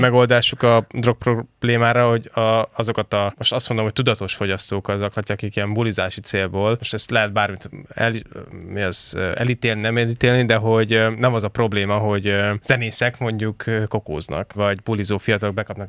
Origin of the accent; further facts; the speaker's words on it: Hungary; born there; Magyarországába születtem. Igen, tehát hogy azért panaszkodunk itt tényleg.